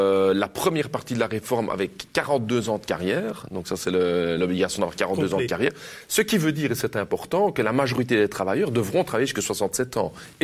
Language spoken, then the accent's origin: French; Belgium; elles sont souvent incomplètes chez nous en Belgique